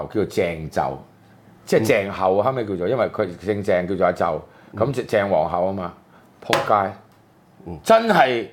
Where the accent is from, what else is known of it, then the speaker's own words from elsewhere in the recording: Hong Kong; 我哋香港人邊個出嚟反抗就變屈完